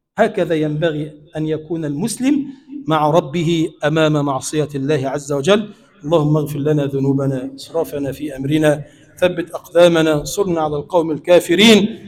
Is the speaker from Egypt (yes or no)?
yes; Egypt; اللهم اجعل بلدنا مصر بلدا آمنا مطمئنا سخاء رخاء